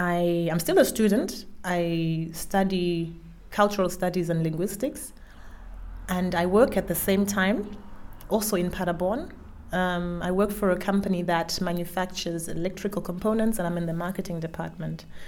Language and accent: English; Zimbabwe; I'm Zimbabwean by birth. I come from Zimbabwe.